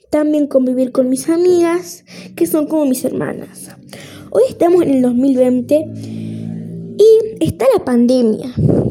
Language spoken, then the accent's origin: Spanish; Paysandú, Uruguay; Ella es de Argentina y yo soy de acá, de Paysandú.